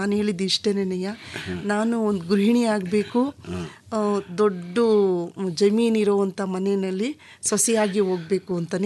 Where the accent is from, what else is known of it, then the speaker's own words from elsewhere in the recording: Ramanagara, Karnataka, India; born there; also born or lived in Mandya; Sir, ಅವರಿಗೆ ರಾಮನಗರದಲ್ಲಿ, ಅದೇ ಊರು ನಮ್ಮ ಹುಟ್ಟೂರಿನಲ್ಲೂ ಇತ್ತು.